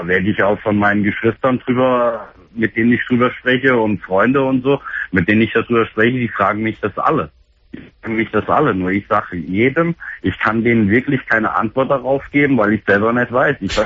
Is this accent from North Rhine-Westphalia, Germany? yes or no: no; Fulda, Hesse, Germany; komm nach Fulda, also da, wo ich herkomme